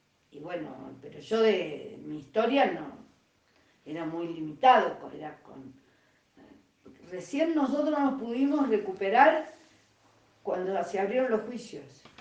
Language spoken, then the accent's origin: Spanish; Córdoba, Argentina; now in Buenos Aires, Argentina; yo salí de Córdoba a Buenos Aires, después de la fuga salí a Buenos Aires y viví en Buenos Aires 76-77